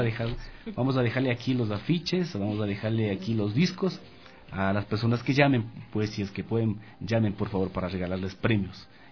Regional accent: Ambato, Tungurahua, Ecuador; now in Quito, Ecuador; Yo soy de Ambato, como les había comentado, pero aquí en la capital tengo amigos

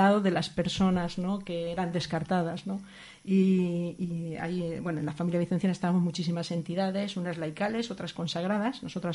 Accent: Valencia, Valencian Community, Spain; now in Zaragoza, Spain; Yo soy de Valencia, viví ahí el primer año del inicio del proyecto y de la asociación

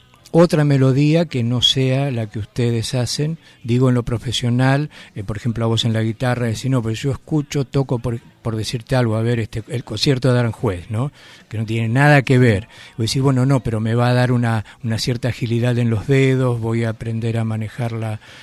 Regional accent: Argentina; nosotros somos argentinos, ¿no?

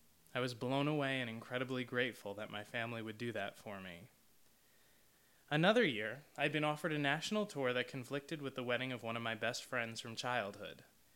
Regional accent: New York, United States; I'm very fortunate that I grew up just outside of New York City, so my family is close by.

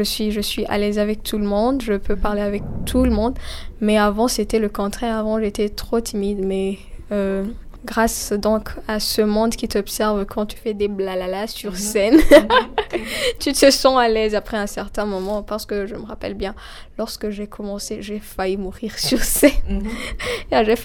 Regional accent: Burundi; Non, je suis burundaise.

